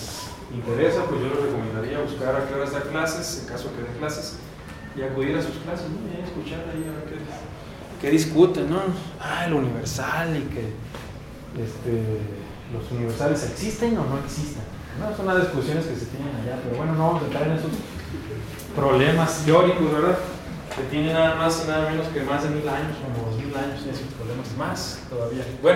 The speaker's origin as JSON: {"language": "Spanish", "region": "Baja California", "country": "Mexico", "moved": "yes", "said": "las leyes yo soy de Baja California, las leyes de Baja California tienen el mismo rango constitucional que las federales"}